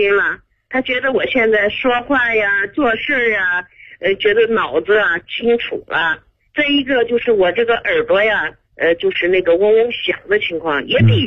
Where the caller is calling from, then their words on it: Tongzhou, Beijing, China; 我是通州西营前街的，